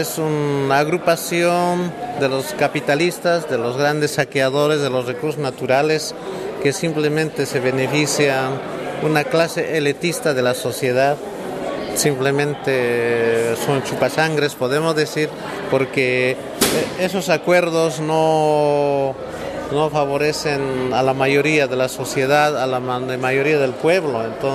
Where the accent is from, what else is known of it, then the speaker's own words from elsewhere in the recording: Bolivia; soy boliviano. Yo soy ex dirigente del Movimiento Campesino de Bolivia